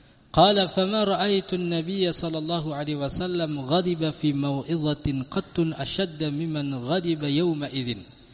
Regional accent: Godean, Special Region of Yogyakarta, Indonesia; apalagi kalau di kampung saya di sana di Godean gitu kan

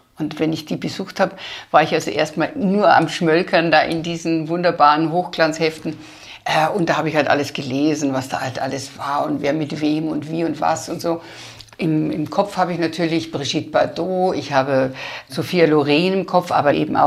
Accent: Landau an der Isar, Bavaria, Germany; Bei uns in Landau an der Isar gab es ein Kino

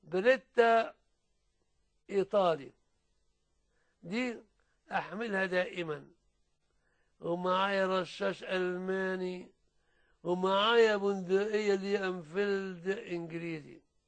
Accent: Suez, Suez Governorate, Egypt; وكان الموزع السلاح عندنا في السويس

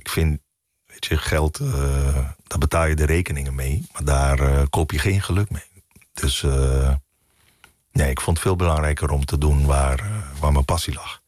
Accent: Curaçao; now in Netherlands; Want ik kom uit Curaçao, ben met Amerikaanse media opgegroeid.

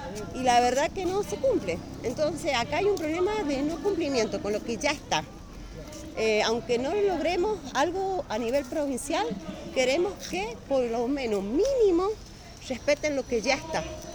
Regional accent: Angaco, San Juan, Argentina; yo soy de Angaco. En Angaco nosotros hemos presentado un proyecto.

